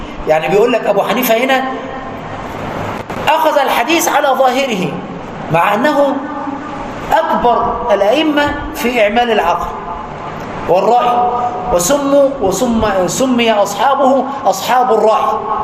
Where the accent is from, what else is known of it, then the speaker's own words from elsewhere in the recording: Aswan, Aswan Governorate, Egypt; وعاشرته في بلدي أسوان وأنا صغير 5 سنين